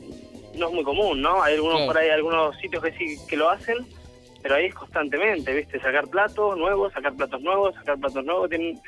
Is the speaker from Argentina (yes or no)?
yes; Argentina; El apellido es de origen italiano, pero italiano. Soy argentino.